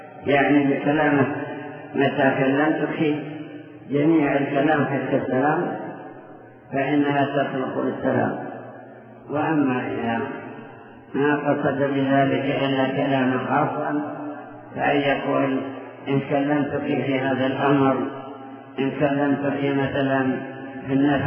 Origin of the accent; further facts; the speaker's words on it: Saudi Arabia; هذا أيضا موجود عندنا في المملكة بكثرة في الموادي